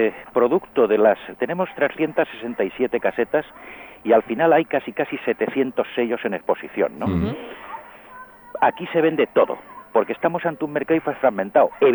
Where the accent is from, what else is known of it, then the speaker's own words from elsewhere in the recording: Albacete, Castilla-La Mancha, Spain; born there; now in Madrid, Spain; yo soy nacido en Albacete, uh-huh, soy albaceteño